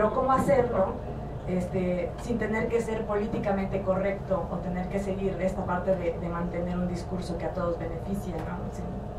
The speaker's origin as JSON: {"language": "Spanish", "town": "Comitán", "region": "Chiapas", "country": "Mexico", "said": "soy de Comicán. Vengo aquí con mi equipo, tenemos una pequeña productora"}